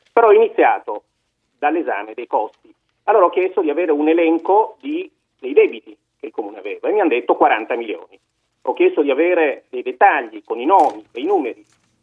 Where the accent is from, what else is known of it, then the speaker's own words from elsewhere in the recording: Caltagirone, Sicily, Italy; moved away as an adult; now in Milan, Italy; Io ho vissuto a Caltagirone fino a 18 anni, quando finito il liceo mi sono trasferito a Milano, e poi la ragnatela di Milano mi ha trattenuto.